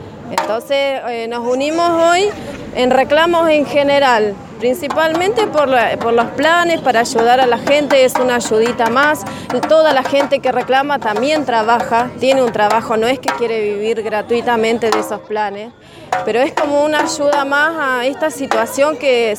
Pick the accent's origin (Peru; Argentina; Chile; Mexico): Argentina; San Lorenzo, Santa Fe; soy de la CCC de acá de San Lorenzo.